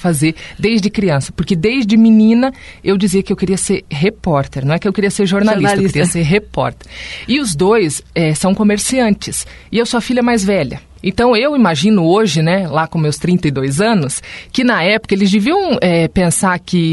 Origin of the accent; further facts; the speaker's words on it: Foz do Iguaçu, Paraná, Brazil; Porque eu nasci em Foz, me formei aqui.